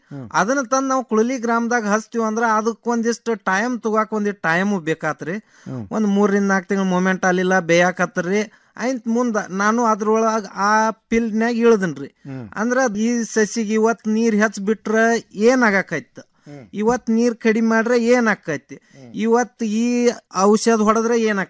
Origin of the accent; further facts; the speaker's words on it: Mudhol, Karnataka, India; now in Dharwad, India; ನಾವು ಈಗ ಮುದೋಳದವ್ರು ಈಗ ಧಾರವಾಡದಾಗ ಬಂದು ಸಟ್ ಹಾಕಿವಿ